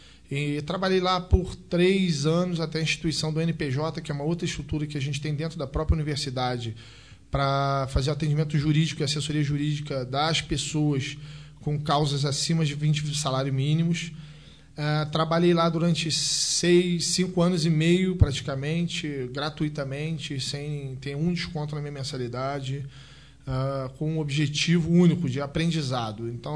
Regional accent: Petrópolis, Rio de Janeiro, Brazil; now in Nova Friburgo, Brazil; É uma cidade muito parecida com a minha cidade natal. Eu sou de Petrópolis, eu sou também filho da região serrana.

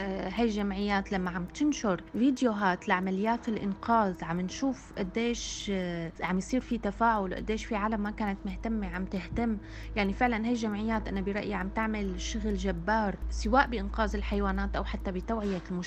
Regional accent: Syria; بدي اعطي مثال كوني انا سورية وعم تابع الوضع عن كثب بسوريا

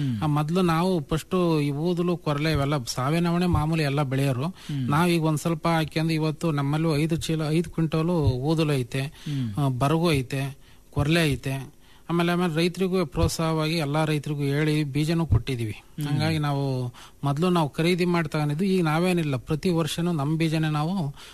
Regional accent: Bhatrahalli, Karnataka, India; ನಮ್ದು ಮೂಲತಃ ಚಿಕ್ಕನಹಳ್ಳಿ ತಾಲೂಕು ಭಟ್ರಳ್ಳಿ ಅಂತ ಹಳ್ಳಿ.

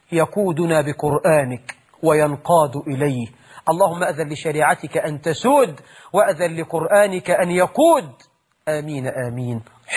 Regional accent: Egypt; اللهم جنب بلدنا مصر كل الفتن ما ظهر منها وما بطن

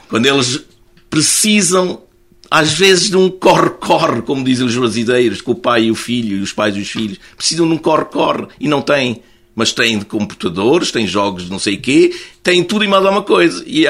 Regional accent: Macau; Eu sou de Macau, gosto de falar de imperadores.

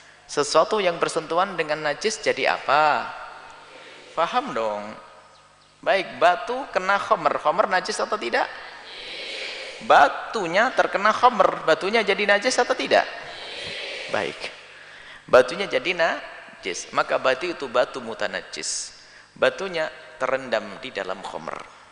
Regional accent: Java, Indonesia; Karena saya orang Jawa, orang Indonesia punya terasi sama petis.

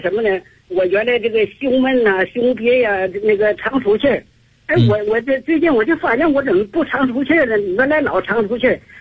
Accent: Beijing, China; 我是来自北京啊，我是你的新学员。

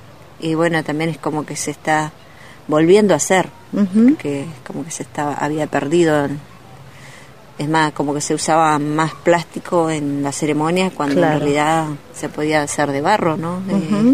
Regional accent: Junín de los Andes, Neuquén, Argentina; De la provincia de Neuquén, Junín de los Andes, y la comunidad de donde vengo es a 28 kilómetros ahí de Junín, comunidad Painéfilú. Si bien soy nacida en Lafkenche, en la zona de los lagos, Paimún, de ahí vengo.

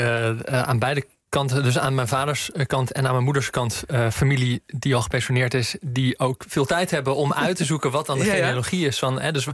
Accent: Friesland, Netherlands; Nou, ik kom zelf uit Friesland, maar mijn ouders dan maar niet.

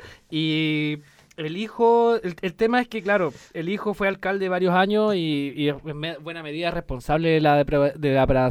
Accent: San Miguel, Santiago Metropolitan, Chile; Cruzamos la Panamericana y nos criamos allí en San Miguel.

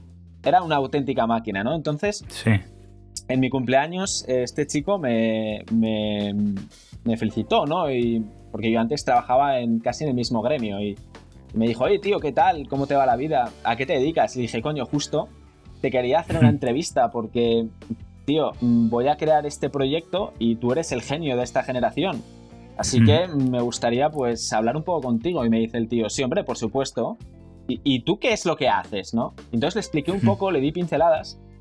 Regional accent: Oviedo, Asturias, Spain; Yo soy de la generación del 91, soy de Oviedo, de Asturias.

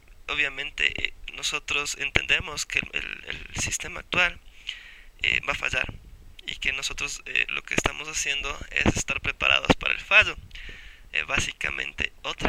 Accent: Quito, Pichincha, Ecuador; Creo que todos somos de Quito

